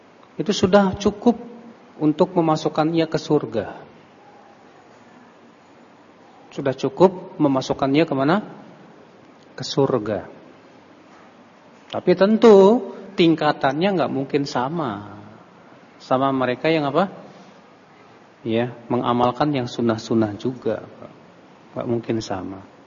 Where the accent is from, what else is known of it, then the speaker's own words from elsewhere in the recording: Indonesia; saya bukan orang Saudi, saya orang Indonesia.